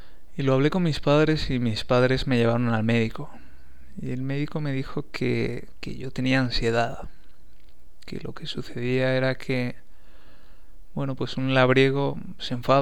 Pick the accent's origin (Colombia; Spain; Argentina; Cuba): Spain; Valencia, Valencian Community; born there; Nací en 1975 en Valencia, en España